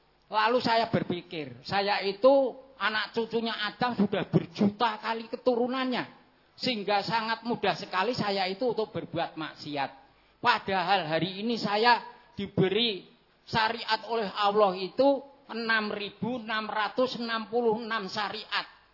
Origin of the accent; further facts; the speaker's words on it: Gunung Kidul, Special Region of Yogyakarta, Indonesia; karena saya dari Gunung Kidul, Cedak Watu, atau Ratu